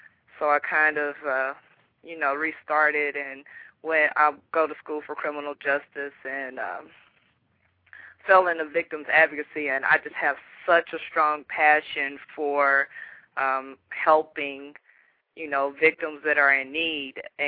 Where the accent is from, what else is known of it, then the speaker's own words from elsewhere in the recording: Dayton, Ohio, United States; born there; also born or lived in Louisville, United States; now in Jacksonville, United States; Okay, well, I'm 28. I just recently moved to Jacksonville in September. Originally, I was born in Dayton, Ohio, but I moved to Louisville.